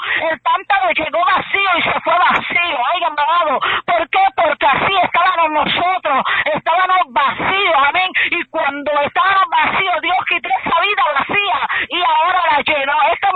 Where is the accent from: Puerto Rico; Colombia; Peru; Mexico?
Puerto Rico; nosotros somos los boricuas los más que adoramos